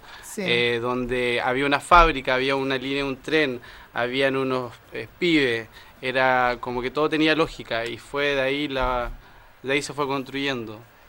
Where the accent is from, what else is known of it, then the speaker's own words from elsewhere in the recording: Chile; moved away as an adult; now in Argentina; soy chileno, pero vivo hace 6 años acá.